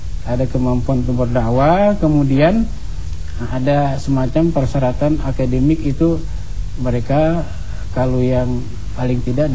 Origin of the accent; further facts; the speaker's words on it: Palangka Raya, Central Kalimantan, Indonesia; Iya, saya kan orang Kalimantan, orang Dayak itu. Ya, di pedalaman Kalimantan. Iya, saya Palangkaraya.